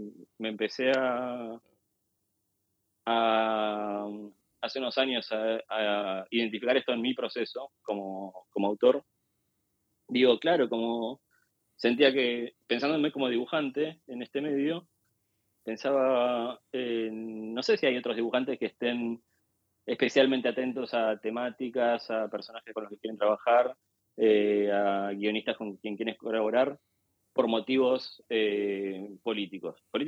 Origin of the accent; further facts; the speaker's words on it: Argentina; de idiosincrasia argentina que está presente en mi trabajo. Sobre todo lo siento en que creo que como argentinos tenemos mucho más incorporado lo que es pensarnos como personas y como actores políticos